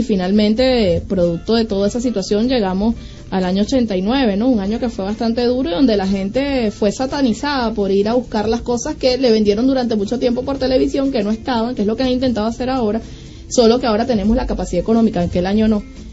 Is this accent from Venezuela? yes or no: yes; Venezuela; gente como nosotros, que nos conocemos, que somos venezolanos, que nos entendemos además